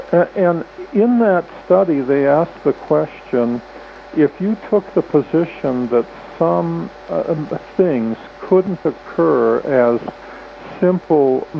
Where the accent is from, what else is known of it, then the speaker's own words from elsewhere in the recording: Wisconsin, United States; And even though I grew up in Wisconsin, I was shivering my bum.